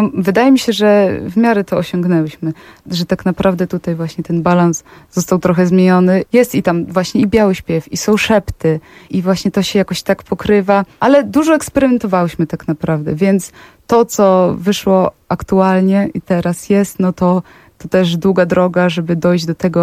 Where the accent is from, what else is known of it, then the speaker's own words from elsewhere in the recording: Podlaskie Voivodeship, Poland; ja pochodzę z Podlasia.